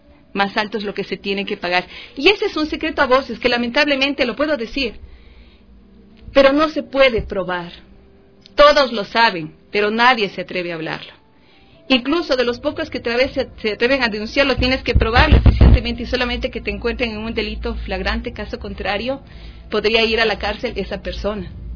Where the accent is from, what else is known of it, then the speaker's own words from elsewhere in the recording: Ecuador; nosotras como mujeres ecuatorianas nos jugamos y nuestra lucha es por la misma vida